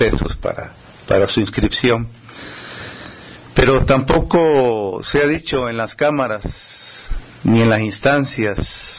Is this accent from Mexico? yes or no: yes; Mexico; como mexicanos nos falta poner el dedo en el renglón.